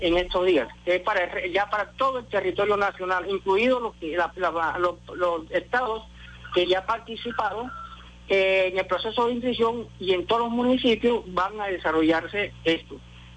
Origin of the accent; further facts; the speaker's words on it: Venezuela; igual que como cualquier venezolano tenemos